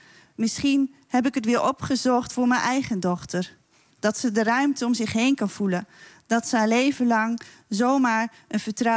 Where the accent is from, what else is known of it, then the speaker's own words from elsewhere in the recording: Finsterwolde, Groningen, Netherlands; Aan grenzen verandert het land niet zo snel. Ik groeide erop en blijf een Finnewolmen.